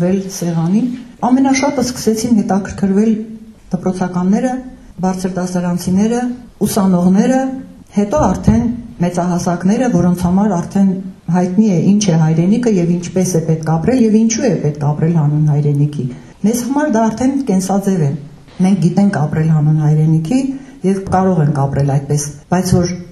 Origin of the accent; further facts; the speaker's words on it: Nagorno-Karabakh, Azerbaijan; Մենք ուղղակի շատ սիրում ենք ասել, որ մենք արցախցի ենք